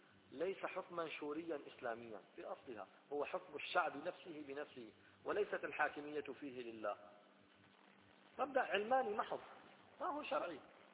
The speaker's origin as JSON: {"language": "Arabic", "country": "Syria", "said": "وجمعية تنظيم الأسرة عندنا في سوريا"}